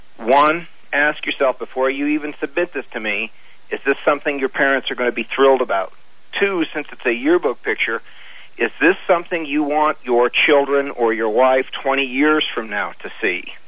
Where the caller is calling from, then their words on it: Reno, Nevada, United States; I am calling from Reno, Nevada, and I am a high school yearbook and school newspaper teacher/advisor.